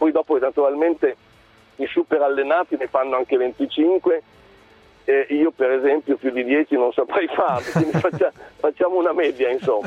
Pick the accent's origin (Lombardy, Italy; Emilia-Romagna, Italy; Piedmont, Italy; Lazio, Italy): Emilia-Romagna, Italy; io lo dico da emiliano come si sente